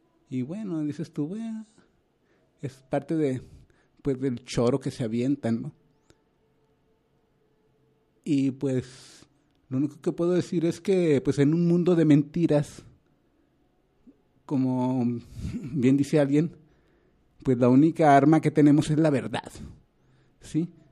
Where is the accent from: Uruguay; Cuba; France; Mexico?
Mexico; yo soy mexicano y pues mis compatriotas son mexicanos.